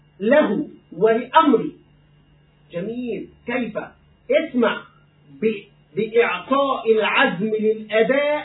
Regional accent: Egypt; أنا في بلدي مصر مستقر، لا أريد السفر إلى أي دولة

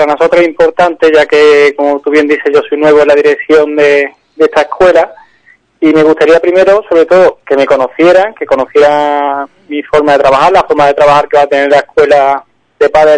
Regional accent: Córdoba, Andalusia, Spain; yo ya le digo, soy provengo de Córdoba

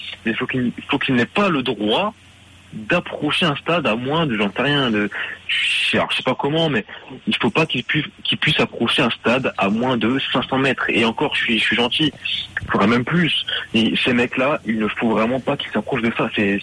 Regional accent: Marseille, Provence-Alpes-Côte d'Azur, France; Justement, en tant que Marseillais

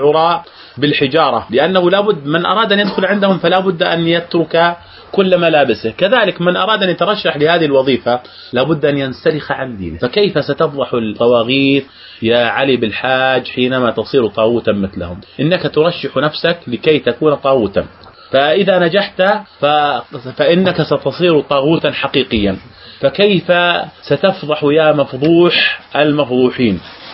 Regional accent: Jordan; قبل أن ينزل الانتخابات البرلمانية عندنا في الأردن

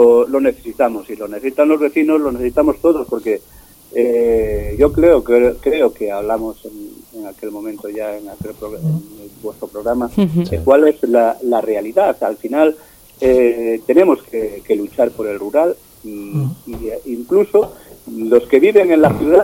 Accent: Galicia, Spain; los gallegos, pues me imagino que como los vascos, el terruño nos puede en muchas ocasiones. Y el hecho de que bueno, pues que nos hemos criado ahí en el pueblo

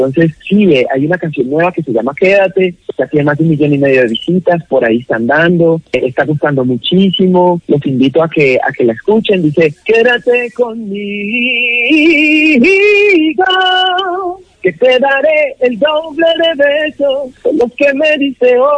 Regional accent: Cali, Valle del Cauca, Colombia; me alegra decirle que ahora que soy yo de Prados del Sur y Colón para el mundo entero.

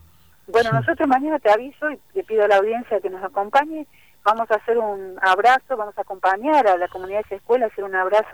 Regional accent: Buenos Aires, Argentina; porque soy de la Ciudad de Buenos Aires, de provincia, trabajo en las dos partes

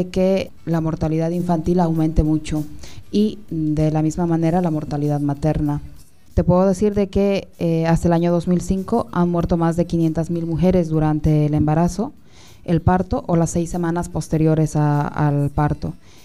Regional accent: Bolivia; una realidad que tal vez la he vivido como médico en mi país

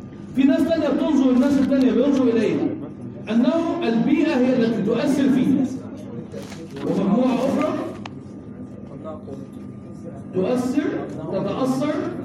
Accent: Egypt; احنا كمصريين دايما نهتم بالماضي.

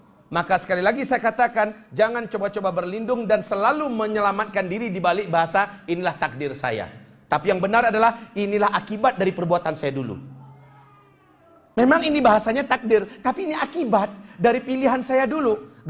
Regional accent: Pariaman, West Sumatra, Indonesia; born there; Saya lahir di kota Pariaman. Saya lahir sebagai anak Minang.

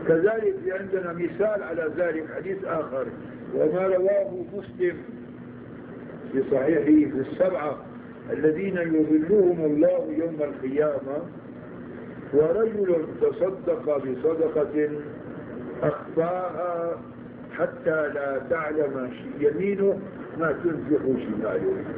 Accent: Syria; عادة هون بيعملوا عندنا في الشام بين الأذان الأول والأذان الثاني ربع ساعة

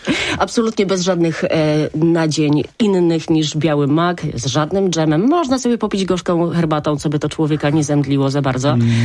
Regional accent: Poznań, Greater Poland Voivodeship, Poland; pamiętaj, że jestem z Poznania, więc rzeczywiście tak pytam o to.

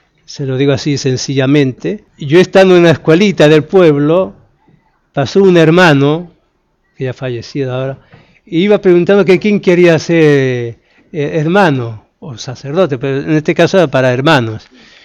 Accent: Castile and León, Spain; born there; nací en España, pero más concretamente en una provincia que se llama Palencia, que está al norte de Madrid, a unos 200 kilómetros. Y el pueblito, para que se den una idea, en este momento tiene 8 o 10 habitantes.

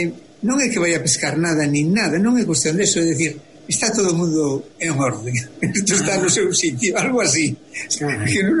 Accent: Galicia, Spain; eu, como moito galego, son un poquinho do lugar.

